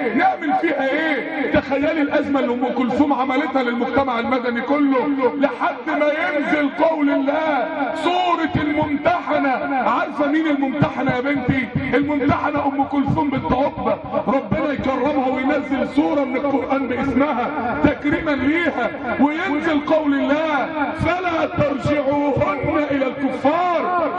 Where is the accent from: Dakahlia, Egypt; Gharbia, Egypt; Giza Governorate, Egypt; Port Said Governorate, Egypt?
Dakahlia, Egypt; Mansoura; وهي بتموت ودوها مستشفى الطوارئ عندنا في المنصورة